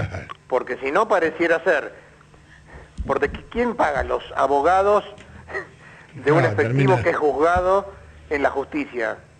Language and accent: Spanish; Buenos Aires, Argentina; Yo soy porteño, orgullosamente porteño